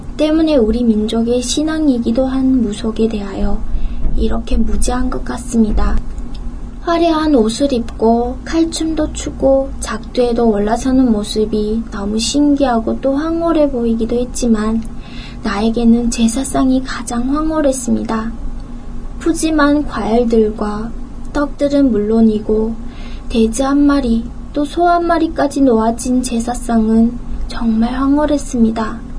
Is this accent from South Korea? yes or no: no; North Korea; moved away; 내 고향 이북에서는 이와 같이 무당의 힘을 빌려 구슬한다는 것을 상상할 수 있을까요?